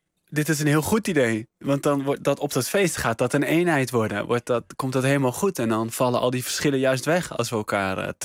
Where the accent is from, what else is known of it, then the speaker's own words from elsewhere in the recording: Nuenen, North Brabant, Netherlands; Oh, de taal van Nuenen. Zuidoost-Brabant. Ik denk wel. Keiveel, zeg je dan eigenlijk.